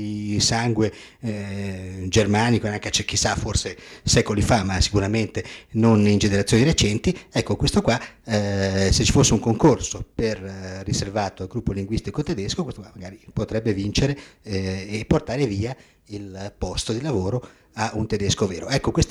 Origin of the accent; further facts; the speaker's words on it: Albenga, Liguria, Italy; born there; io sono italiano, sono nato ad Albenga, in provincia di Savona, sono ligure, no? Sono un compaesano di Mazzini e di Garibaldi